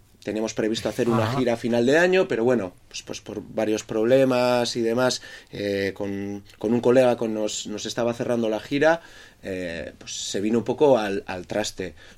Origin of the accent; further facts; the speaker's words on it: San Sebastián, Basque Country, Spain; quizás a la gente no se le dice que venimos de Donosti. También es verdad que la escena allí, pues ahora mismo está bastante caliente.